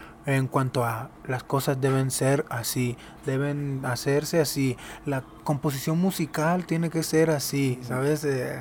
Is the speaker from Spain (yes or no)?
no; Mazatlán, Sinaloa, Mexico; moved away as an adult; yo nací en Sinaloa. Yo soy de Mazatlán, Sinaloa. Y viví ahí hasta los 23 años.